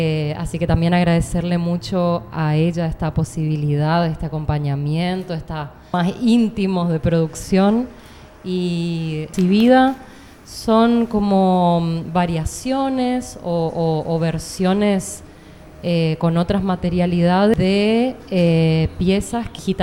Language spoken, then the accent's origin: Spanish; Corrientes, Argentina; grabaciones de campo de Corrientes, que es mi ciudad de origen y donde viví la mayor parte de mi vida